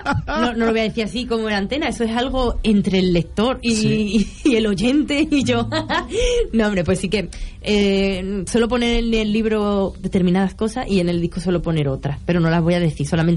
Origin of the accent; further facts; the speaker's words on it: Andalusia, Spain; A mí me gusta mucho Andalucía, mi tierra...